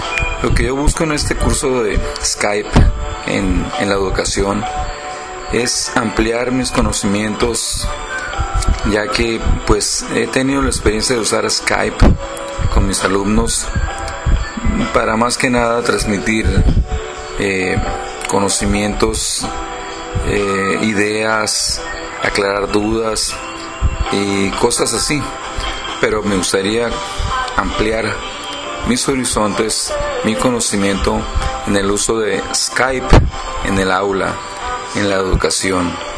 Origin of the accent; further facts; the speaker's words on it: Culiacán, Sinaloa, Mexico; soy de Culiacán, Sinaloa, México.